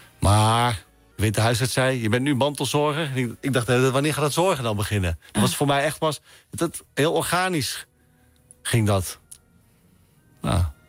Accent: Drenthe, Netherlands; Ja, en ik ben ook een Drent, dus ik ben ook gekleurd.

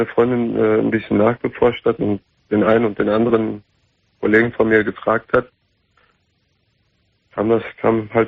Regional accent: Turkey; ich bin Türke.

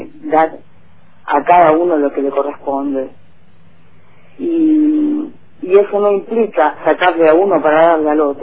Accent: General Rodríguez, Buenos Aires Province, Argentina; General Rodríguez.

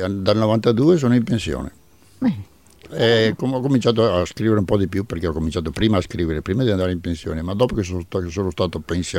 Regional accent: Loria, Veneto, Italy; born there; La mia vita è fatta di povertà intanto, perché sono nato nel paese più povero della provincia di Treviso, che era allora Loria

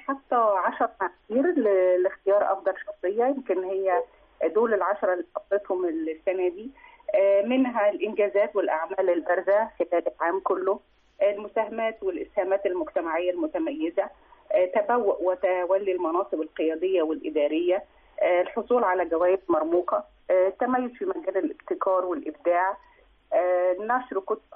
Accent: Egypt; وإزاي إحنا كمصريين بنقيم الأدب الأفريقي

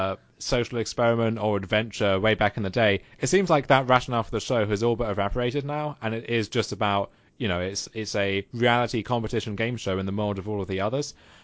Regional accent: United Kingdom; I was thinking, well, as a British six-year-old, it's kind of difficult to get into American reality TV.

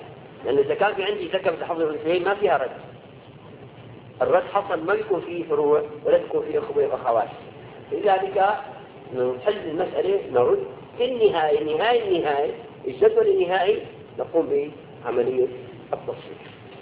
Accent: Syria; نسبة العنوسة عندنا في سوريا

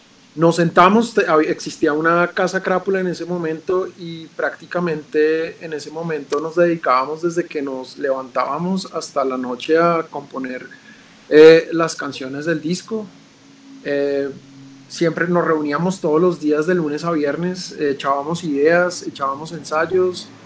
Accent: Bogotá, Colombia; De Bogotá todos somos de Bogotá.

